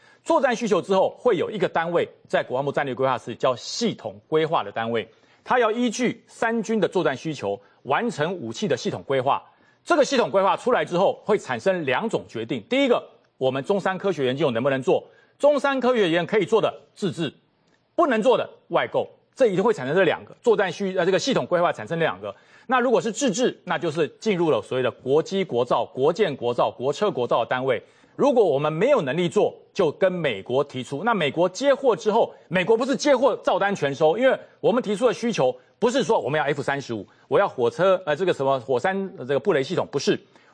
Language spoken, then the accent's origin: Chinese; Taipei, Taiwan; born there; also born or lived in United States; 我是在台湾出生，我在台北出生，我在台湾当过兵，我在台湾服役过，什么意思？我从美国来的，